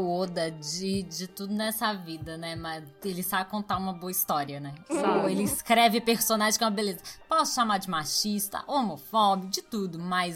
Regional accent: Rio de Janeiro, Brazil; born there; eu nasci no Rio de Janeiro

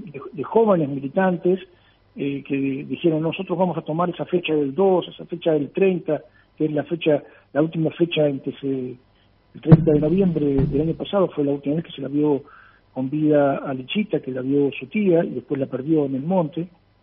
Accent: Argentina; Porque uno habla de, como argentino, y está hablando de Paraguay

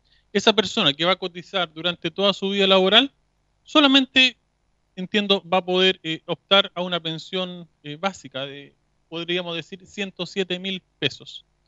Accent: Chile; cuál es el sistema que como chilenos queremos para nuestro futuro.

